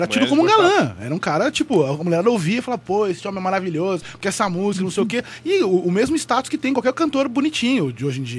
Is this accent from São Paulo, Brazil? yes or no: yes; São Bernardo do Campo, São Paulo, Brazil; eu nasci num bairro operário e cresci lá em São Bernardo e tudo mais